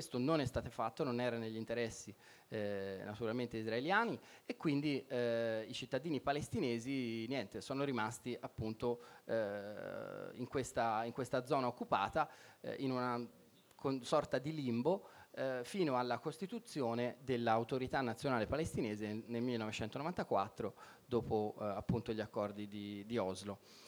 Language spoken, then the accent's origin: Italian; Tuscany, Italy; per me almeno, che così, che io sono toscano e quindi mi ricorda, con tanti olivi, tante vigne, mi ricorda molto anche appunto la Toscana